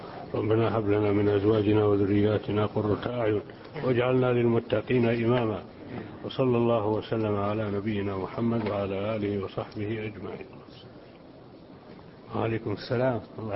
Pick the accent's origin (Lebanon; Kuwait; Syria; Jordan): Jordan; وعندنا في الأردن إذا أضاع أحدنا شيئا سرق منه